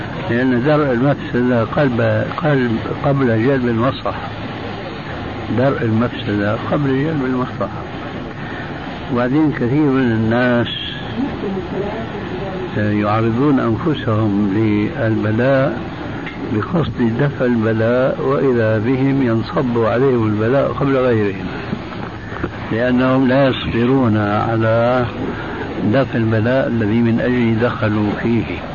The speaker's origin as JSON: {"language": "Arabic", "country": "Syria", "said": "والا فكما يقولون عندنا في الشام ابعد عن الشر وغني له"}